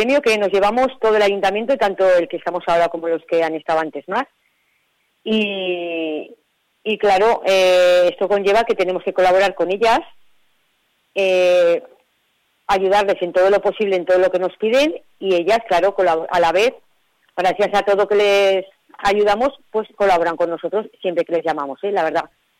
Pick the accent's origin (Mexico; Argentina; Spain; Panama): Spain; Cabanillas, Navarre; son todo gente de nuestro pueblo, somos todos gente de Cabanillas